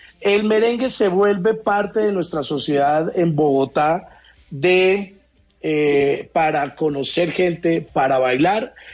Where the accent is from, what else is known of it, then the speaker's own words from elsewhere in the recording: Mexico; now in Colombia; Me enseñaron mis primas a bailar porque yo llegaba de México y pues era un mexicano que no bailaba nada de eso.